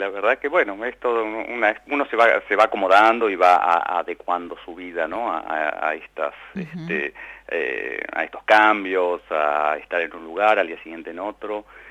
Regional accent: Córdoba, Argentina; now in Buenos Aires, Argentina; Soy de Córdoba, sí.

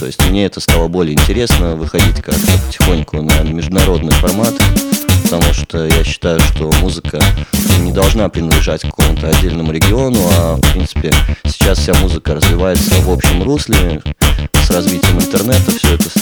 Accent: Minsk, Belarus; now in Vilnius, Lithuania; сейчас я живу большую часть в Вильнюсе, потому что там учусь, но сам я из Минска, да, это так.

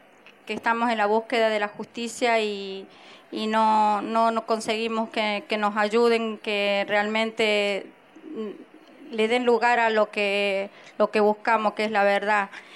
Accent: Catamarca, Argentina; Nosotros somos de Catamarca.

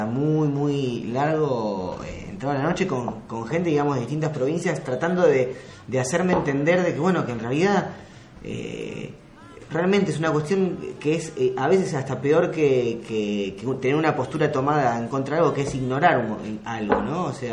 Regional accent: Buenos Aires, Argentina; los que nacimos y vivimos en Capital, en Buenos Aires

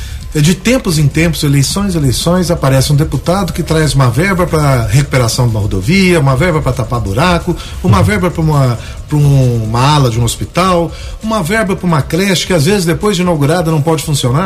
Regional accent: Guaxupé, Minas Gerais, Brazil; Eu sou de Guaxupé.

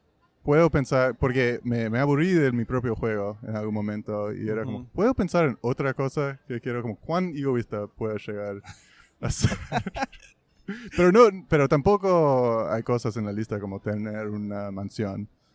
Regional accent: New York, United States; En realidad no soy de Upper West Side, soy de Morningside Heights, que es como el barrio después de Upper West Side.

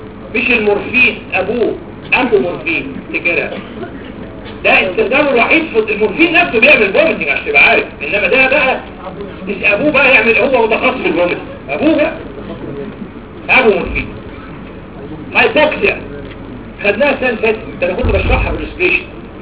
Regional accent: Upper Egypt, Egypt; انا موجود في بني سويف كما استاذتي دكتوره زينه ابراهيم مواليد نفس البلد بني سويف. انا صعيدي

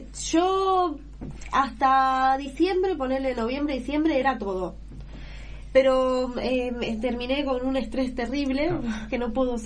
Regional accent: Spain; now in Argentina; Sí, yo soy española.

